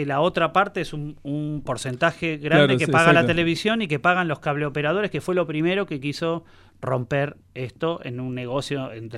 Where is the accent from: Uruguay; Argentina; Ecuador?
Argentina; La Plata, Buenos Aires Province